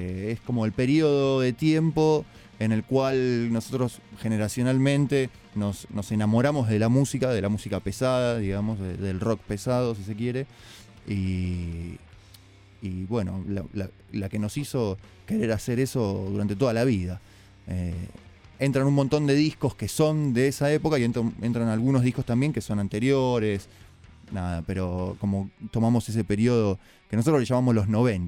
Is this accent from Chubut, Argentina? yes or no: no; Palomar, Buenos Aires Province, Argentina; Nosotros somos de Palomar, ¿no? No somos de Capital.